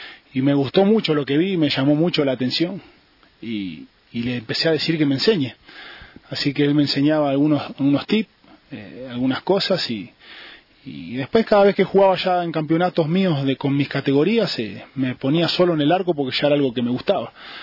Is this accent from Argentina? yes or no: yes; Argentina; also born or lived in Ecuador; yo me nací en Ecuador, pero me crié en Argentina.